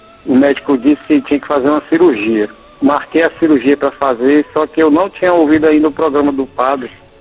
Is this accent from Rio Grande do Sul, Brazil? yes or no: no; Fortaleza, Ceará, Brazil; sou de Fortaleza.